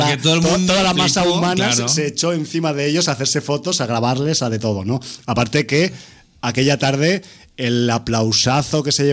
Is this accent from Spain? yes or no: yes; Aragon, Spain; yo que soy un rancio de Aragón